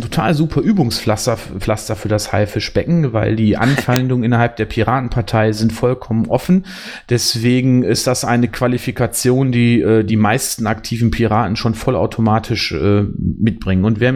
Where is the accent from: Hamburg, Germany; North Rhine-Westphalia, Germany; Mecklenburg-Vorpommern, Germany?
North Rhine-Westphalia, Germany; born there; denn ich bin 2010 erst in den Kreis Borken gezogen und komme gebürtig aus dem Kreis Wesel.